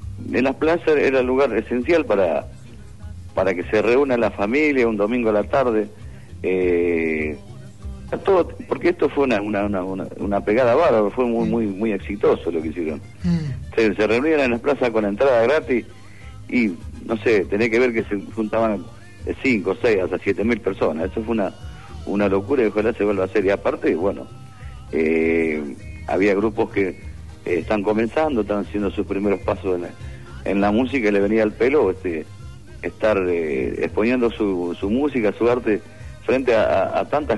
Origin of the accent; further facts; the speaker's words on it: Colón, Entre Ríos, Argentina; somos todos de Colón, de acá de Santa Fe